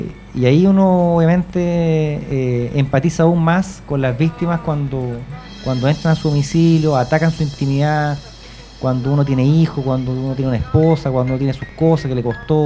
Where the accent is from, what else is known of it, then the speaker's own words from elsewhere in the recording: Chile; Cuando uno hace trámite, como buen chileno, uno anda atrasado